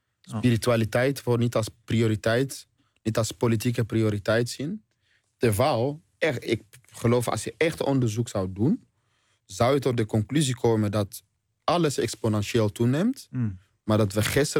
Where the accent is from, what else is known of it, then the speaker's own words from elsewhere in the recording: DR Congo; now in Netherlands; Dat zie ik bijvoorbeeld in Congo, waar ik vandaan kom.